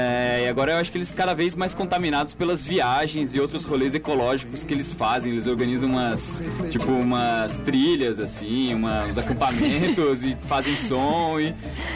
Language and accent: Portuguese; São José dos Campos, São Paulo, Brazil; sou de São José dos Campos